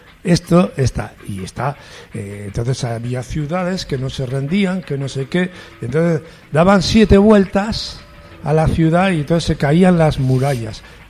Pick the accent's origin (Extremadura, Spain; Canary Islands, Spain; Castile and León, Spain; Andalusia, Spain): Castile and León, Spain; Medina de Pomar; Y yo digo, ¿y por qué mi pueblo se llama Medina de Pomar?